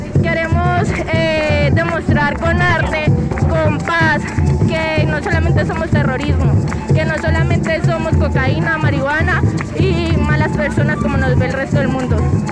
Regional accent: Villavicencio, Meta, Colombia; soy de Villavicencio, Meta, Colombia.

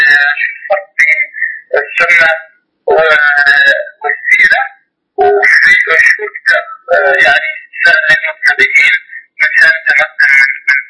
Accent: Morocco; أنا من المغرب

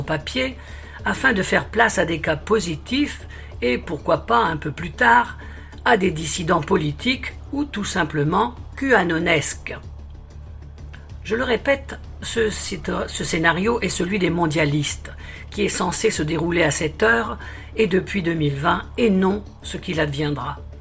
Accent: Belgium; comme chez nous en Belgique avec la loi pandémie

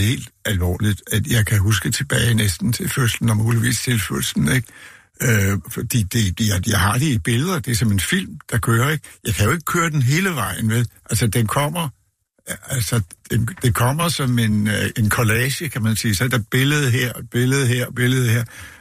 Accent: Frederiksberg, Capital Region of Denmark, Denmark; born there; jeg blev født på Frederiksberg

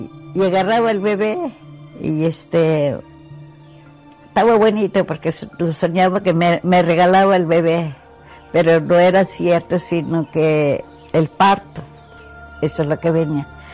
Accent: Zacatipa, Hidalgo, Mexico; born there; Yo nací en Zacatipa, Huautla, Hidalgo.

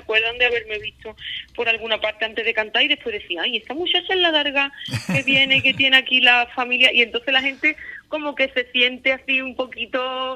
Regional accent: Andalusia, Spain; cuando estás en la tele con gente de tantas partes de España o de Andalucía, claro, la zona ahí como de la sierra, como de los pueblos, es como que es mi tierra.

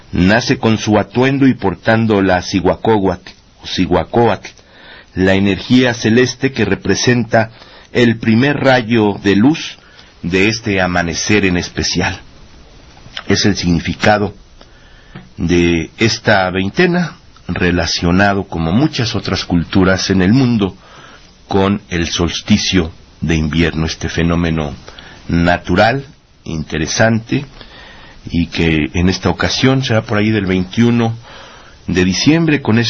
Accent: Mexico

